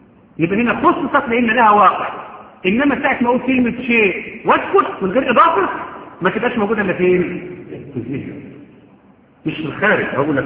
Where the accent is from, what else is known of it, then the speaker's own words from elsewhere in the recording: Egypt; حتى احنا عندنا كمصريين